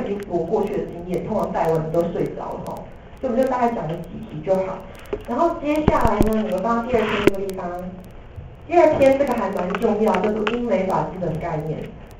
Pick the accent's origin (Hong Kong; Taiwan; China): Taiwan; 有没有我们台湾人申请到 JD 的？